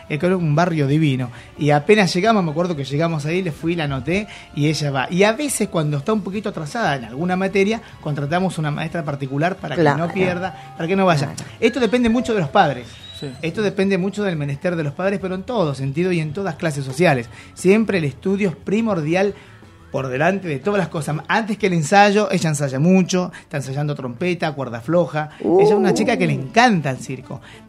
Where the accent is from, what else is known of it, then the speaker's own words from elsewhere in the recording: Chile; El público chileno, a pesar de que nosotros somos chilenos, es exigente.